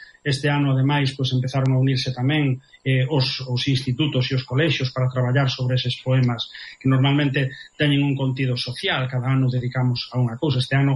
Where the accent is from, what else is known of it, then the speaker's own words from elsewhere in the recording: A Coruña, Galicia, Spain; also born or lived in Vilalba; eu son natural de Vilalba, dunha parroquia de Vilalba que se chama Lanzós. Bueno, despois eu criei-me na Coruña